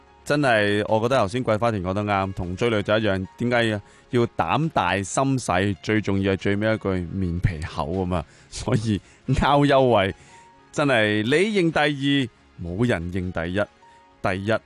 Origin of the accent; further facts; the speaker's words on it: Hong Kong; 你知道我哋香港人排队有个习性嘅。我哋系好难会前胸贴后背，中间梗系要留翻个呼吸位嘅